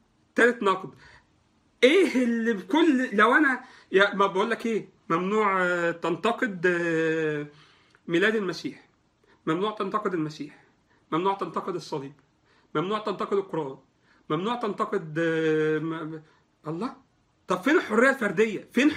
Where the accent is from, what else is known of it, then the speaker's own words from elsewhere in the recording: Egypt; الكوتا في مجلس الشعب عندنا في مصر